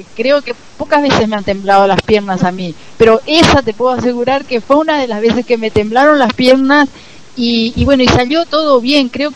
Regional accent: Paraguay; Como paraguayo en otro país

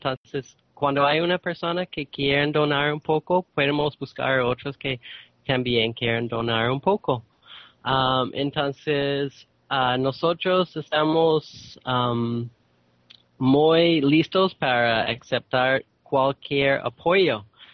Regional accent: Canada; soy de Canadá.

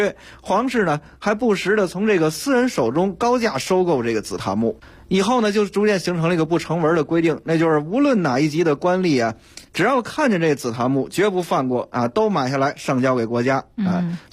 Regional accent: China; 我们中国人很喜欢这硬木家具

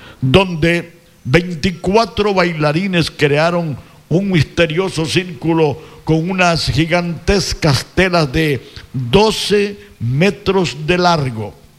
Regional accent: Ecuador; Somos ecuatorianos

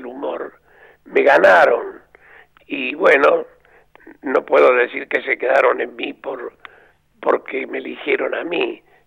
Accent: Córdoba, Argentina; o somos, yo me excluyo porque sería muy vanidoso decir somos, pero el cordobés es muy ingenioso para poner un apodo

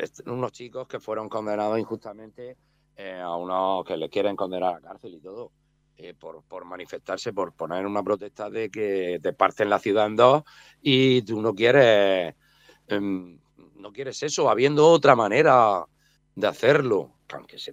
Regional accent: Alcantarilla, Region of Murcia, Spain; Él es de aquí, de mi pueblo. Yo soy de Alcantarilla también.

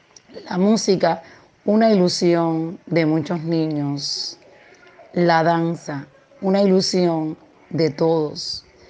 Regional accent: Cuba; soy de Cuba

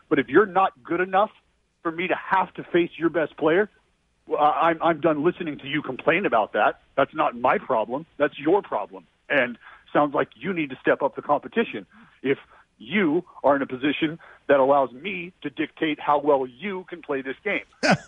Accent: Stockton, California, United States; I come from Stockton, and I'll leave it at that.

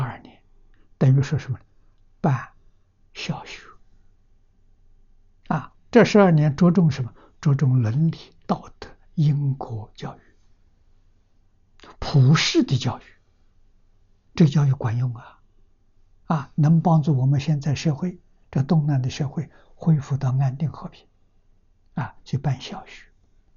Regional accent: China; 我们中国人所讲的混沌初开

